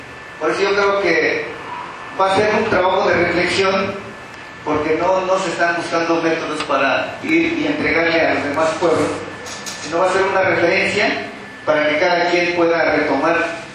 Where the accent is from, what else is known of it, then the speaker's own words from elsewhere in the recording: Oaxaca, Mexico; somos también ahí de la región Mije, y también es un pueblo vecino, y soy de Tama